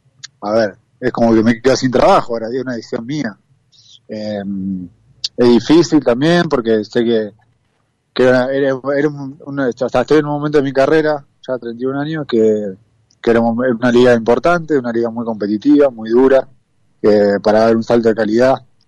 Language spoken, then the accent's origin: Spanish; Argentina; uno como jugador argentino, en el día a día allá en el país no lo ve, y acá sí